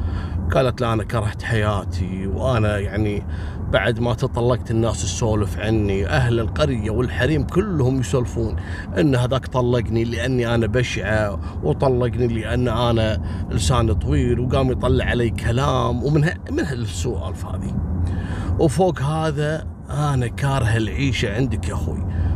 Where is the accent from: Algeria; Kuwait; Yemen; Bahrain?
Kuwait; حتى عندنا في الكويت رجل ما يشوف المرأة اللي تقدم لها